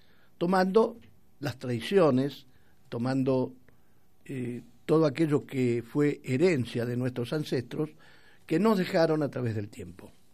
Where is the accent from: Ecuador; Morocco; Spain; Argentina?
Argentina; Y como somos argentinos, estaba pensado para nosotros, los argentinos